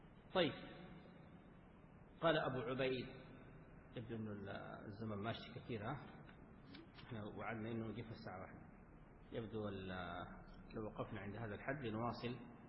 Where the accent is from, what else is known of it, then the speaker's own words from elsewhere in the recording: Sudan; حصل مواقف عندنا في السودان